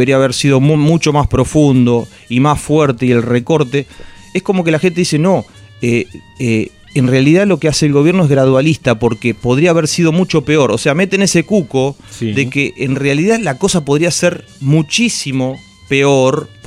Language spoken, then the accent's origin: Spanish; Nueve de Julio, Buenos Aires Province, Argentina; De 9 de julio, provincia de Buenos Aires.